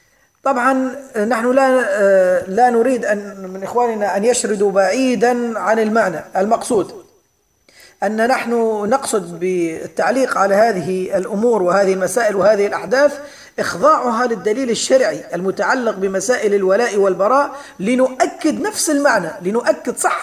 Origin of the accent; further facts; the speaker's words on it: Libya; وخاصة في بلدنا ليبيا بالذات